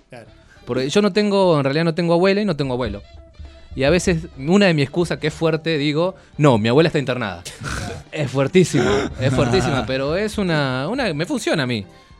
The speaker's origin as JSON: {"language": "Spanish", "town": "Aluminé", "region": "Neuquén", "country": "Argentina", "said": "Yo soy neuquino, soy de Aluminé, igual que el Tincho, así nada más es. Que él es de Neuquén, capital. Yo soy de Aluminé, un pueblito chiquitito, 7.000 personas, y tengo 27 años."}